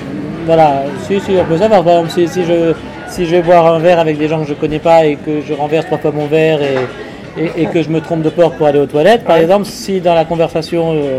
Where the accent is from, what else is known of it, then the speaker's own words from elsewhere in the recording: Paris, Île-de-France, France; À Paris, je suis très parisien, moi. Je suis un parisien tête de chien, moi.